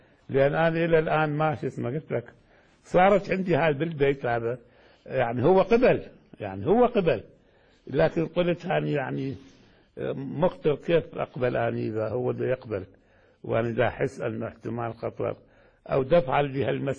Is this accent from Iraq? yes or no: yes; Baghdad, Baghdad Governorate, Iraq; يعني الحقيقة إحنا عندنا في بغداد